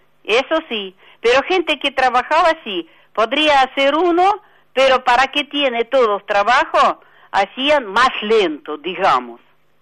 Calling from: La Tablada, Buenos Aires Province, Argentina; de Tablada.

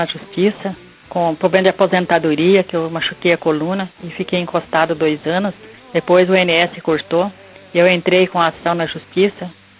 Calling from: Mundo Novo, Mato Grosso do Sul, Brazil; Eu sou aqui de Mundo Novo … aqui do Mundo Novo.

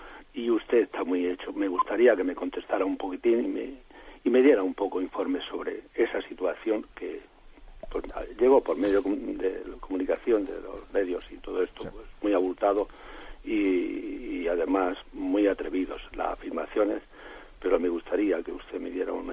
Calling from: Murcia, Region of Murcia, Spain; de Murcia.

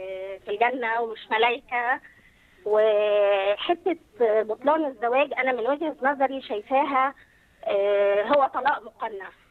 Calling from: Egypt; انا من مصر وكنت عايزه اعمل مداخله في نقطتين

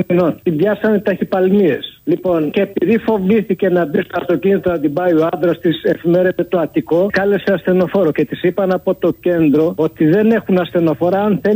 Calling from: Peristeri, Attica, Greece; από Περιστέρη.

